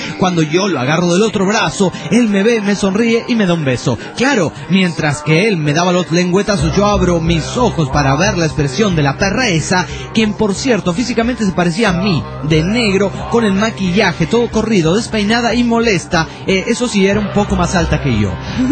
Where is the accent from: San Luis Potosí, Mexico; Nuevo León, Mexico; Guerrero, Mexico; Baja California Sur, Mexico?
San Luis Potosí, Mexico; moved away; Hace un tiempo fui a la SLP de visita que en mi ciudad de origen